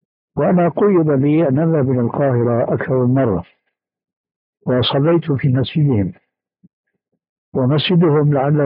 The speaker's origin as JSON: {"language": "Arabic", "town": "Damascus", "region": "Damascus Governorate", "country": "Syria", "said": "كما يقولون عندنا في دمشق الألف من المصريجة، المصريجة العصاية الطويلة عندنا"}